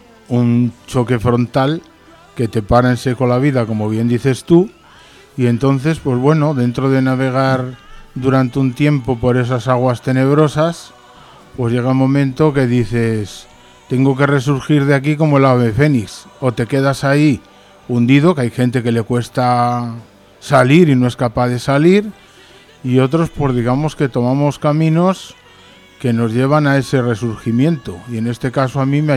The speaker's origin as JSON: {"language": "Spanish", "town": "Las Navas del Marqués", "region": "Castile and León", "country": "Spain", "moved": "yes", "lives_now": "Sierra Norte de Madrid, Spain", "said": "y que es de las Navas del Marqués Ávila, con mucho orgullo, porque bueno, pues me encanta mi tierra, me encanta mi gente. Por circunstancias llevo aquí 5 años ya, 6 años en la Sierra Norte de Madrid."}